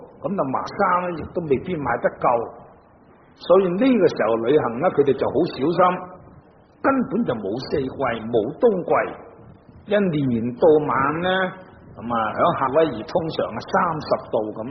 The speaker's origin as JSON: {"language": "Cantonese", "region": "Guangdong", "country": "China", "said": "即使住响南方，我哋广东人、广东省啊，热天就当然唔会冻啦。"}